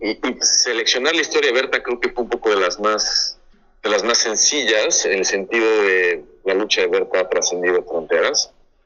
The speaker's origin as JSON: {"language": "Spanish", "country": "Mexico", "said": "Como bien lo mencionaste, soy mexicano"}